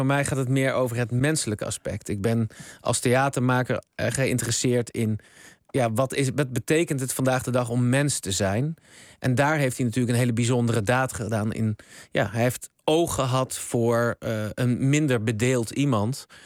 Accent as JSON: {"language": "Dutch", "region": "Utrecht", "country": "Netherlands", "tie": "born there", "said": "Nou, ik ben geboren in Utrecht."}